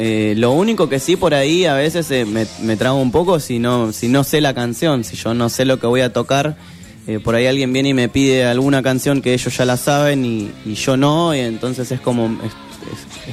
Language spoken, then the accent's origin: Spanish; Berazategui, Buenos Aires Province, Argentina; Bueno, yo tengo 23 años, soy de Berazategui.